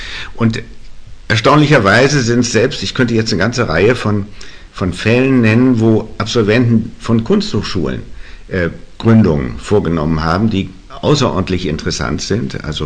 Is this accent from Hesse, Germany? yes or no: no; Hamburg, Germany; Also ich bin in Hamburg aufgewachsen.